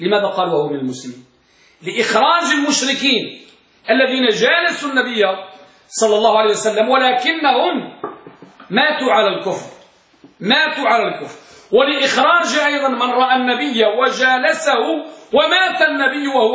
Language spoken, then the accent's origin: Arabic; Tangier, Tanger-Tetouan-Al Hoceima, Morocco; عندنا بطنجة